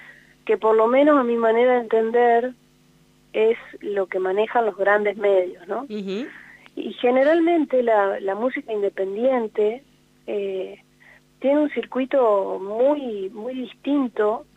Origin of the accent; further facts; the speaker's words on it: Gualeguaychú, Entre Ríos, Argentina; born there; Es el lugar donde nací, que es en Gualeguaychú. Es una ciudad que a mí me alimenta muchísimo la inspiración, porque bueno, porque ahí está mi familia y porque ahí también están las amistades más fuertes que tengo